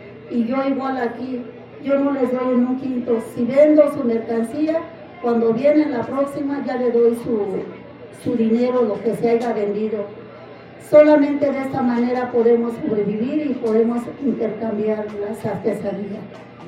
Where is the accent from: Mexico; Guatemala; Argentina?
Mexico; nosotros, que somos mexicanas y originarias de este país